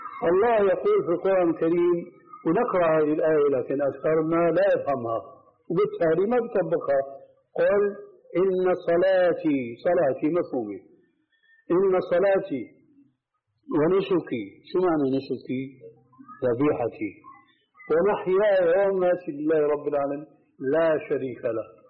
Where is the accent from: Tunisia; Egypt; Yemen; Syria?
Syria; ونحن عندنا في الشام كانوا التلامذة المساكين مساكين يقولوا أنا حضرت الشيخ أنكشف شو في قلبي